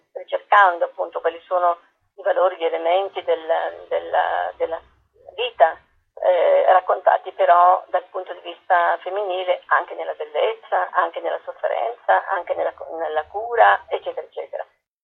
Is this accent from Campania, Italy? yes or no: no; Apulia, Italy